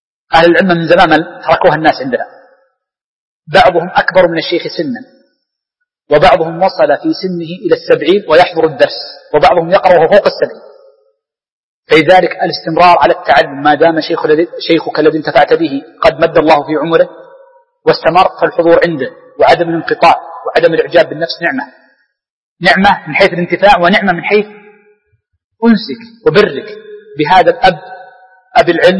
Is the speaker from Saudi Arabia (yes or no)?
yes; Riyadh, Riyadh Province, Saudi Arabia; وكان الشيخ بن باز باعتبار أشهر المشايخ عندنا في الرياض